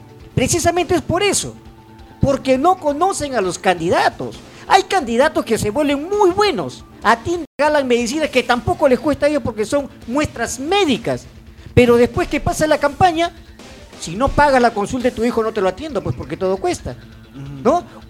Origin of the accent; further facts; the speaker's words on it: Ventanilla, Callao, Peru; hasta los perros nos conocen porque somos de Ventanilla, caminamos el distrito